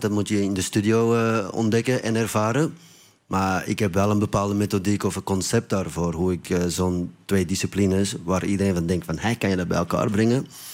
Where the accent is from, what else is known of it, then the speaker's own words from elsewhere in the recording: Belgium; Ik ben Belg, zoals u waarschijnlijk nog een beetje